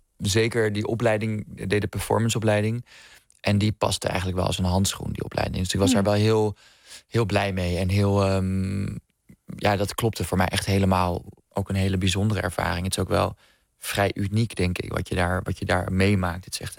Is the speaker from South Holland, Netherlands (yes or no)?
no; Amsterdam, North Holland, Netherlands; ik kom uit Amsterdam